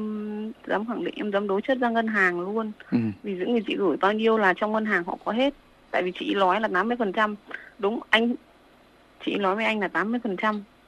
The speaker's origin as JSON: {"language": "Vietnamese", "region": "Thái Bình", "country": "Vietnam", "tie": "born or raised there", "said": "Quê ở Thái Bình ạ."}